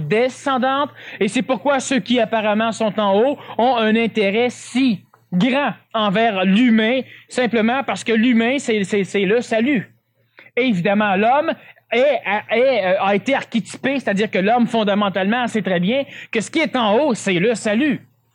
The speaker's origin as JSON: {"language": "French", "country": "Canada"}